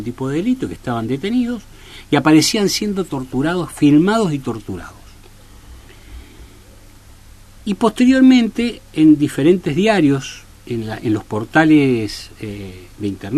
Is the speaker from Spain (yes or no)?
no; Argentina; siempre digo que me siento orgulloso como argentino de que mi país, que Argentina